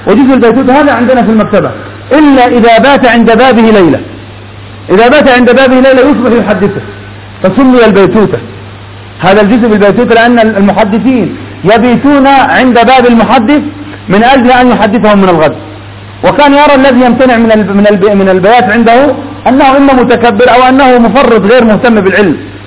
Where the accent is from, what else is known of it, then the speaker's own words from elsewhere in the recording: Yemen; أما عندنا في اليمن فنحمد الله عز وجل على هذه النعمة